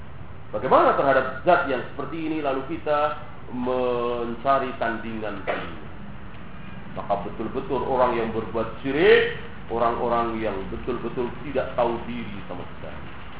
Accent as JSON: {"language": "Indonesian", "region": "Java", "country": "Indonesia", "said": "Bahasa Jawa misalnya, segala apa kita orang Jawa sendiri enggak tahu."}